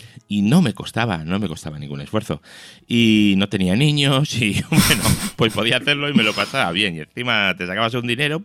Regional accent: Spain; Todos somos españoles y toda la pasta sale de España.

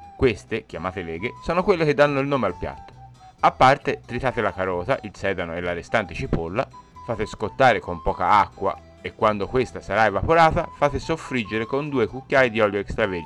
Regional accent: Tuscany, Italy; E da buon toscano vince la seconda.

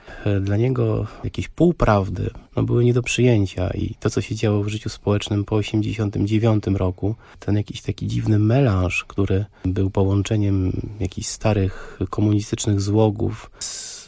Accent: Warsaw, Masovian Voivodeship, Poland; Ja jako osoba z Warszawy, wychowany tutaj na osiedlu za Żelazną Bramą, właściwie na nowo odkrywałem to miasto, chociaż jestem stąd

